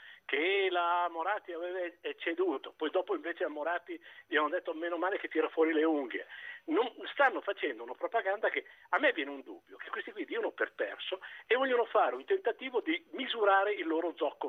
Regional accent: Milan, Lombardy, Italy; io sono milanese.

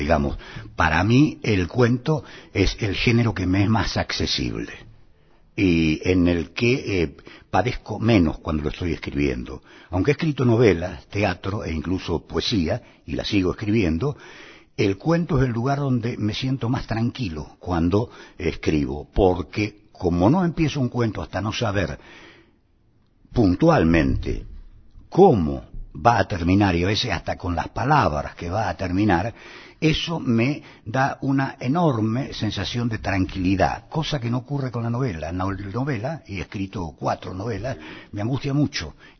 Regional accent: Buenos Aires, Argentina; born there; Físicamente nací en Buenos Aires, en Palermo, pero fui engendrado en San Pedro, que creo que no es un dato menor para establecer los orígenes de una persona. Y toda mi familia es de San Pedro.

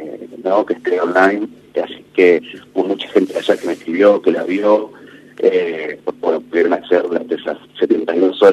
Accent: Carmen de Patagones, Buenos Aires Province, Argentina; los 3 somos oriundos de Rodrigo de Viedma y Pablo y yo de Patagones.

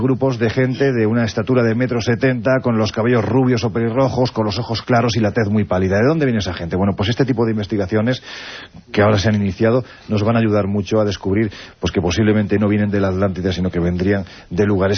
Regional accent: Andalusia, Spain; Oye, yo siempre digo que soy andaluz sin gracia

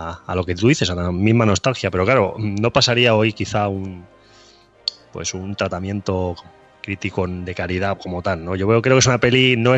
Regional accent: Toledo, Castilla-La Mancha, Spain; Yo soy de Toledo en realidad

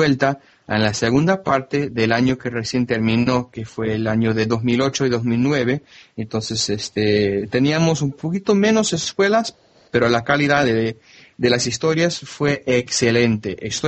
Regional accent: Miami, Florida, United States; Spanish is a second language; Originalmente soy de Miami, del sur de Florida. Entonces yo crecí con mucha gente de la cultura hispana.

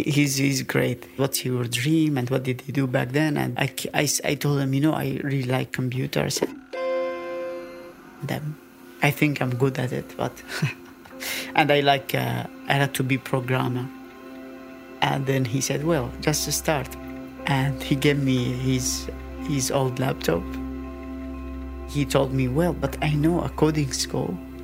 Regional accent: Aleppo, Aleppo Governorate, Syria; I come from Syria, from Aleppo, from the north. We were in simple environment, simple people.

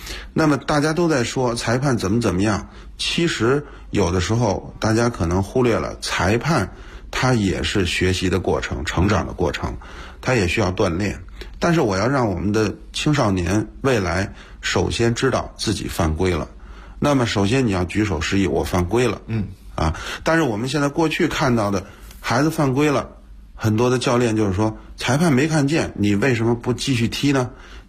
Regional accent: Beijing, China; 也是一个一直在北京土生土长的这个踢球长大的这么一个北京人，后来做教练。

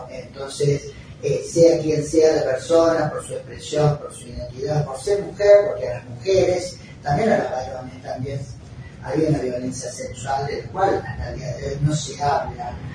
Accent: Rosario, Santa Fe, Argentina; now in Córdoba, Argentina; Soy rosarina, pero hace 40 años que vivo en Córdoba.

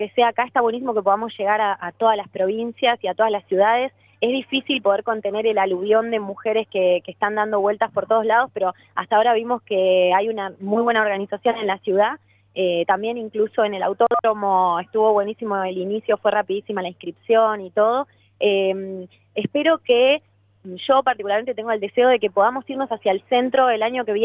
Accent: Ushuaia, Tierra del Fuego, Argentina; born there; también espero que pueda llegar a mi ciudad natal, que es Ushuaia, Tierra del Fuego.

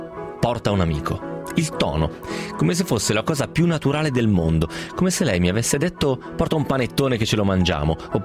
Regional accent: Bergamo, Lombardy, Italy; ho 50 anni e vengo da Bergamo.

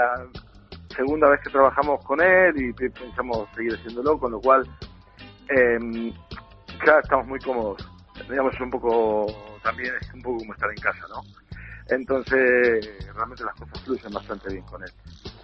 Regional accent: Buenos Aires, Argentina; now in Spain; en realidad el único que es de afuera de Cantabria soy yo, que soy de Buenos Aires.

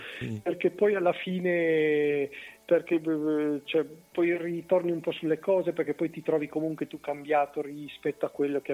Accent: Cuneo, Piedmont, Italy; io sono di Cuneo

